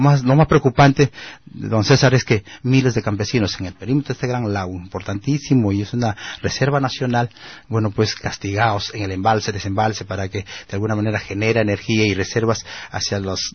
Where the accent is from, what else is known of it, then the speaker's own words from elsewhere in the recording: Peru; siendo peruano